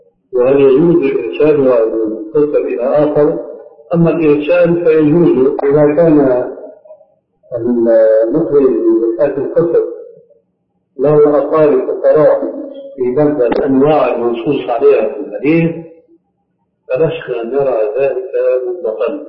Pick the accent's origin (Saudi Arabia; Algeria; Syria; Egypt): Syria; في القرى يمكن موجود هذا عندكم موجود عندنا في سوريا لكن هذا في القرى